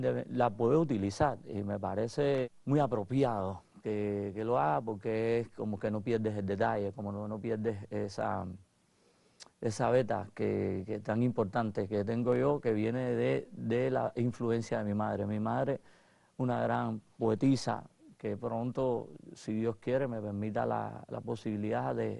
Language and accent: Spanish; Cuba; yo no nazco en Italia, afortunadamente. Soy cubano, pero soy cubano-italiano